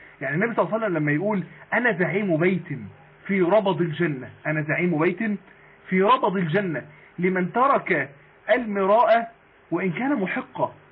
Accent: Mansoura, Dakahlia, Egypt; لو عندنا في المنصورة،

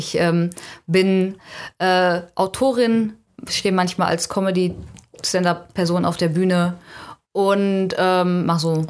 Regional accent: North Rhine-Westphalia, Germany; now in Cologne, Germany; Ich komme aus dem Ruhrgebiet. Ursprünglich, ich wohne in Köln. Ich bin aber im Ruhrgebiet aufgewachsen.

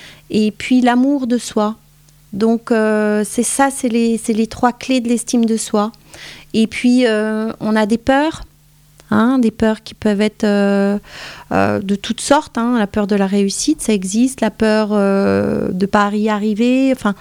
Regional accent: Grand Est, France; moi je suis originaire des Vosges

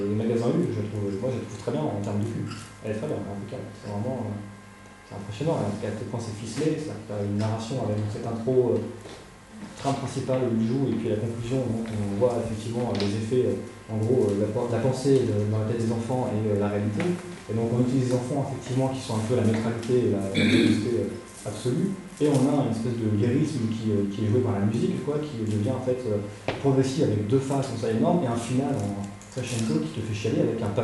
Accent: Nouvelle-Aquitaine, France; accent: South Charentais; Ouais, j'ai un accent du Charentais du Sud, peut-être.

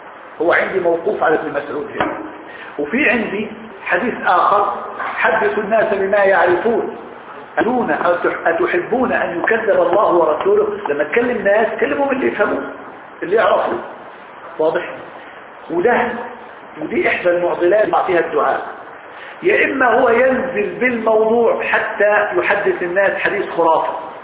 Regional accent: Egypt; وإحنا عندنا في مصر العامية عامية المثقفين عامية راقية عامية نتكلم بها

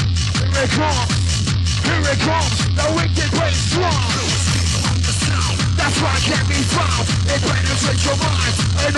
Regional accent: Rotterdam, South Holland, Netherlands; We're from Rotterdam, y'all.

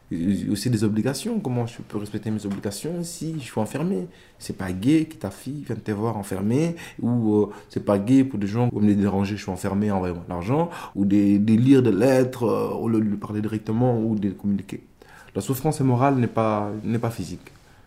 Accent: Belgium; j'ai ma fille en Belgique, j'ai des amis en Belgique, j'arrive ici jeune, j'ai fait mes études primaires et secondaires, et donc le seul pays que je connais le mieux, c'est la Belgique, et pour moi, je suis belge.

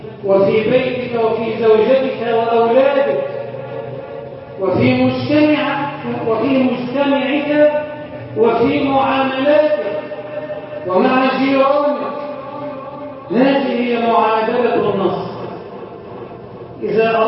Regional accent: Egypt; اجعل بلدنا مصر امنا امانا، سخاء رخاء

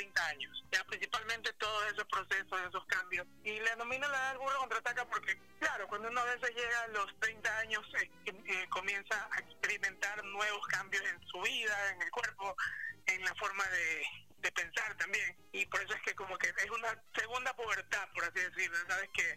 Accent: Nobol, Guayas, Ecuador; yo soy oriundo de Novol, ya en la provincia de Guayas

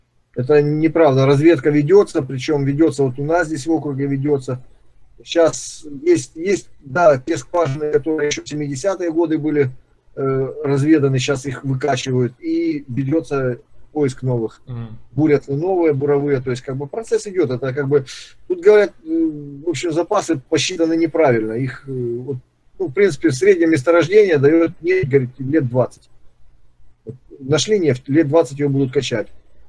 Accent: Ukraine; born there; У меня мама, допустим, родилась в Ереване. Я сам родился в Украине.

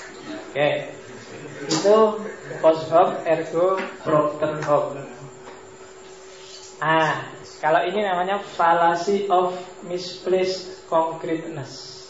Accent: Mojokerto, East Java, Indonesia; Di tempat saya aslinya Mojokerto, zaman saya kecil itu orang sakit apapun datangnya ke mantri.

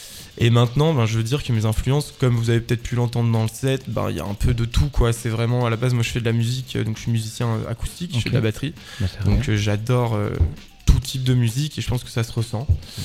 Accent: Auvergne-Rhône-Alpes, France; moi je viens de Haute-Savoie, donc j'ai commencé en fait à créer une association en Haute-Savoie

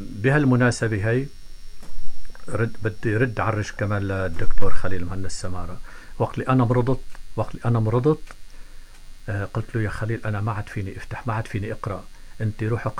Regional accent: Dreikish, Tartus Governorate, Syria; لكن أنا ابن قرية جميلة جدا وكريمة بشعبة وخاصة بشهداء. أنا أحيي قرية جبل تخلي.

